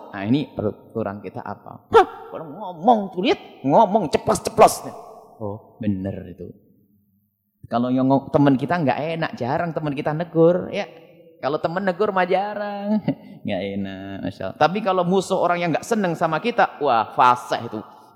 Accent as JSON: {"language": "Indonesian", "region": "East Java", "country": "Indonesia", "said": "Saya Jawa Timur. Jadi kalau ngomong Jawa Barat enggak enak di sini, Jawa Timur karena kami Jawa Timur. Cuman sekarang sudah jadi Jawa Barat, KTP-nya sudah resmi Jawa Barat."}